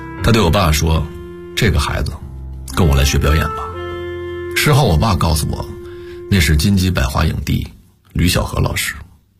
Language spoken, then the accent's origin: Chinese; Anshan, Liaoning, China; accent: Anshan dialect; also born or lived in Shenyang; 鞍山跟沈阳相距也就180公里，按现在来说这也能叫流浪，但我那时就是觉得我愿意这么想。在沈阳，我的鞍山话口音显得非常重